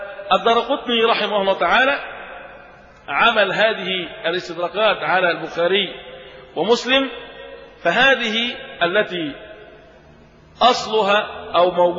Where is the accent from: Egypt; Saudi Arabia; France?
Egypt; يكفي أخرج لنا في بلدنا مصر من العلماء